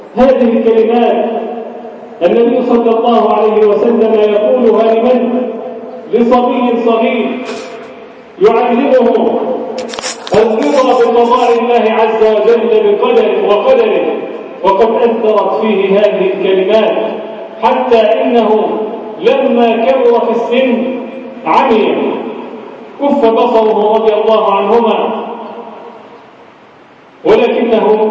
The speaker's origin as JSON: {"language": "Arabic", "country": "Egypt", "said": "اجعل بلدنا مصر أمنا أمانا، سخاء رخاء وسائر بلاد المسلمين."}